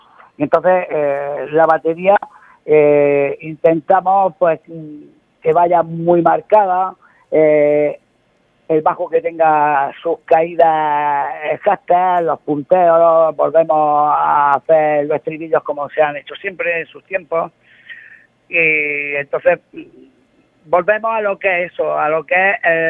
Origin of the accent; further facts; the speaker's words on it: Spain; eso conlleva el quitarnos el montón de perjuicios que tenemos los españoles como españoles